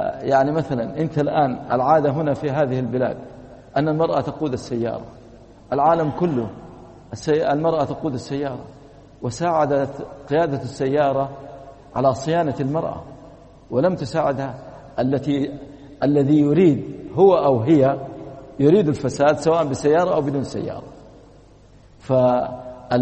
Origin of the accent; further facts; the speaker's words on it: Saudi Arabia; وللأسف أنا أتكلم عندنا في السعودية